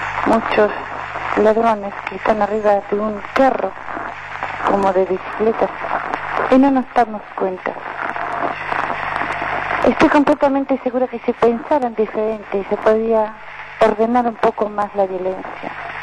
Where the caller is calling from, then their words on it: La Plata, Buenos Aires Province, Argentina; de La Plata.